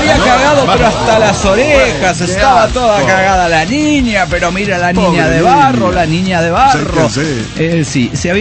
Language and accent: Spanish; Córdoba, Argentina; ahora que estoy en Córdoba Capital, mi ciudad natal.